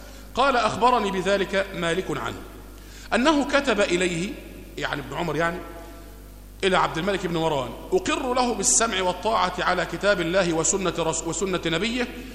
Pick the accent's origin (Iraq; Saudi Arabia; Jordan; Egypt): Egypt; وهو اللي روايته عندنا في مصر هنا